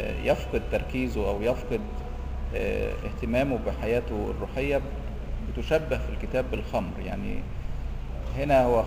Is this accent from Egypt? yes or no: yes; Egypt; احنا مصريين من نسله، احنا برضو ولاد حام